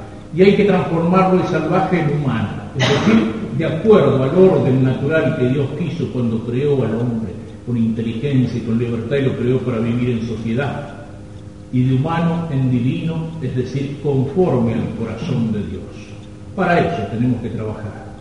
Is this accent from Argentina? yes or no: yes; Argentina; entonces podremos un día reencontrarnos como argentinos.